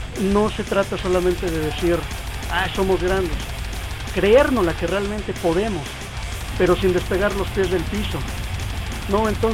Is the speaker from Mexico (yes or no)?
yes; Mexico; cuando les dijimos somos mexicanos